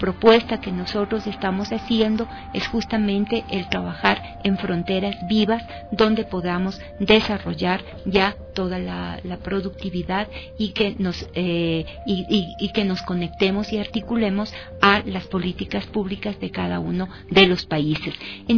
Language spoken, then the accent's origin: Spanish; Quito, Pichincha, Ecuador; Yo soy de Quito, Ecuador.